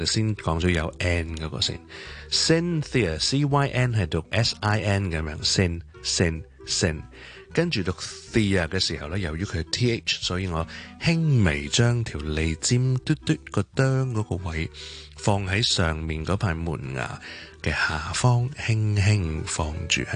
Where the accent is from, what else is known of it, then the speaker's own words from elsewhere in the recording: Hong Kong; 我哋香港人